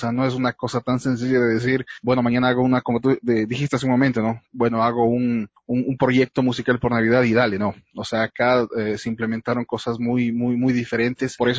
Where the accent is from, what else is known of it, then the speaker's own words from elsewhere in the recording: Ecuador; es muy lamentable que siempre nosotros como ecuatorianos siempre tiramos un poco más hacia lo internacional